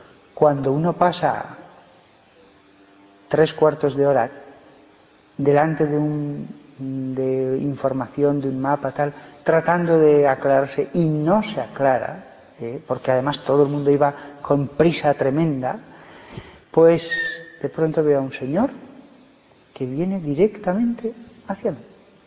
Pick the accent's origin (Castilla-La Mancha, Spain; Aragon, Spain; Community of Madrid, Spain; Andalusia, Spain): Aragon, Spain; Barbastro; born there; pero es de Barbastro, que es de donde yo nací